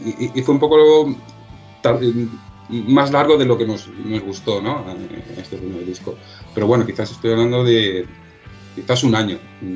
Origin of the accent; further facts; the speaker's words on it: Badalona, Catalonia, Spain; Porque soy de Badalona, ¿no? Siempre he ido a ese concurso